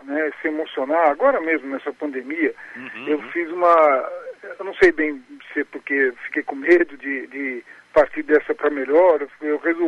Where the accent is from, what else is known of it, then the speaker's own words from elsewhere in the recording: São Paulo, Brazil; born there; Eu nasci aqui em São Paulo mesmo.